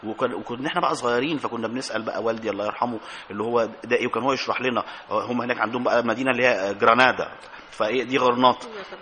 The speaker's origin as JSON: {"language": "Arabic", "country": "Egypt", "said": "طب ما احنا نفسنا كمصريين احنا ما شفناش ده."}